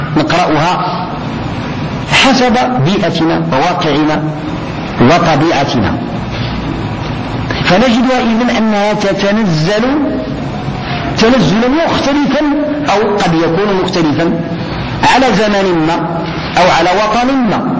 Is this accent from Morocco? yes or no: yes; Morocco; كمسلمين أولا وكمغاربة ثانيين.